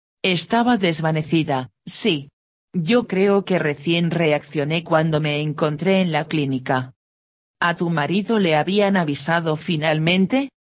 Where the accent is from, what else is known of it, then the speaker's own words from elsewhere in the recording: Capilla del Monte, Córdoba, Argentina; born there; yo nací en Capilla del Monte y te puedo asegurar que no sé lo que es el cerro.